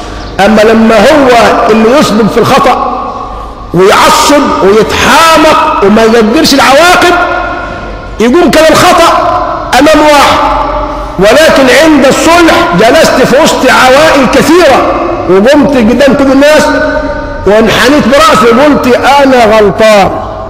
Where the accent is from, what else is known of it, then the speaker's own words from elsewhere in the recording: Egypt; حتى يدوم حبل الود بيننا كمصريين